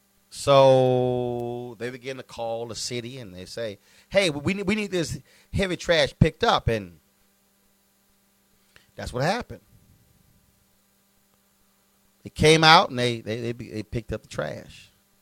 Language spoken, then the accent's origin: English; Houston, Texas, United States; I grew up in Clinton Park, Texas. I grew up in the Clinton Park neighborhood in Houston, Texas. My grandparents moved there when they migrated from Opelousas, Louisiana.